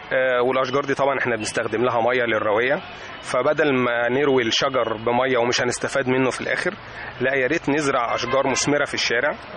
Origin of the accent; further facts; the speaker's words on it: Egypt; مفيش بيت عندنا في مصر مفيهوش حد مريض سكر